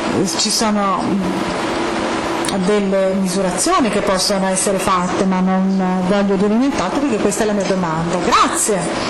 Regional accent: Hungary; Italian is a second language; sono ungherese.

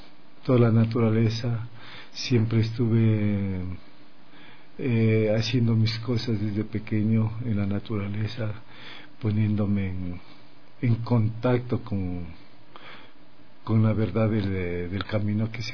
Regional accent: Mejía, Pichincha, Ecuador; Justamente soy nativo de Mejía. … … Vengo de un pueblo pequeño, de un anejo

